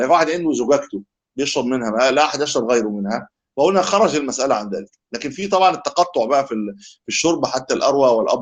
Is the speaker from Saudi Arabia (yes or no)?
no; Egypt; إحنا نقول شربة عندنا في مصر.